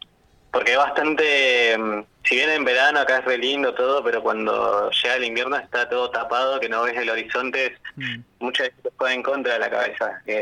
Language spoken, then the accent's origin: Spanish; El Bolsón, Río Negro, Argentina; Bueno, nosotros somos de Bolsón